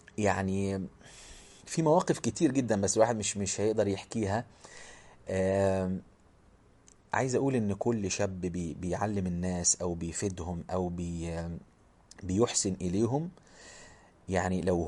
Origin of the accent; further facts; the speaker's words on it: Egypt; كان بيخطب خطبة في مدينة عندنا في مصر بعيدة عن بلده